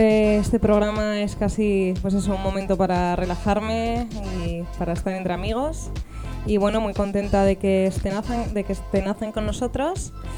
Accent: Madrid, Community of Madrid, Spain; now in Vancouver, Canada; yo que soy de Madrid y ahí llueve poco, agradezco mucho esos rayitos.

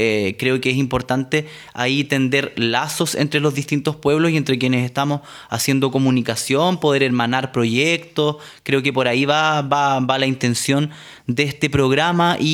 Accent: Araucanía, Chile; soy comunicador, periodista, provengo de Chile, del sur del territorio, particularmente lo que hoy es denominada la región de la Araucanía, pero bajo la mirada del pueblo nación mapuche es el territorio mapuche

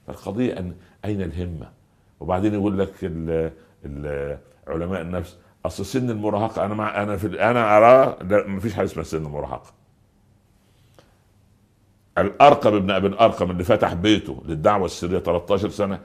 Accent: Upper Egypt, Egypt; حصلت عندنا في الصعيد. في قريه جنبنا

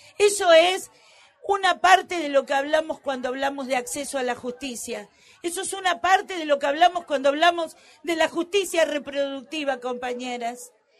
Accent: Salta, Argentina; Nosotras venimos de Salta

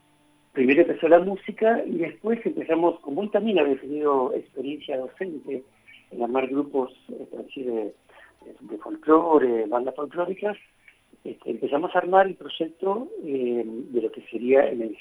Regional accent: Buenos Aires, Argentina; now in Capilla del Monte, Argentina; Bueno, yo vengo de Buenos Aires

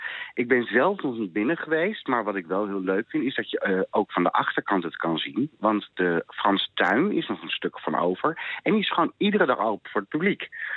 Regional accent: The Hague, South Holland, Netherlands; Ik ben opgegroeid in Den Haag en dan is het Koningshuis al met de paplepel ingegoten, hoor.

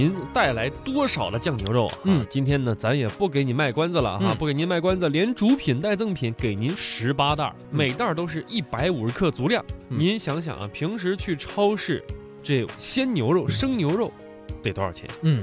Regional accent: Hohhot, Inner Mongolia, China; 我确实啊，我是呼和浩特长大的

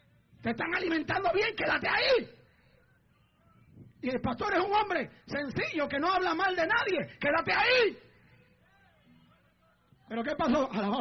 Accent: Puerto Rico; Yo digo que ahora los mexicanos ahí debo estar yo, que soy puertorriqueño.

